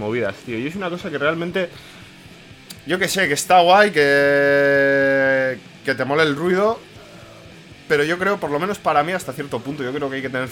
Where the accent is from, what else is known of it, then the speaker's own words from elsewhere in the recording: Bilbao, Basque Country, Spain; Yo que soy un bilbaíno de mierda. Que a mí, yo el euskera que he aprendido es el puto Sabino Arana, pues.